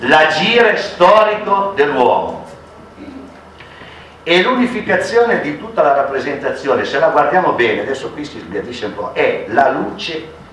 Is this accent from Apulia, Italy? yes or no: no; Ferrara, Emilia-Romagna, Italy; ci sono i miei est di Ferrara, che io sono ferrarese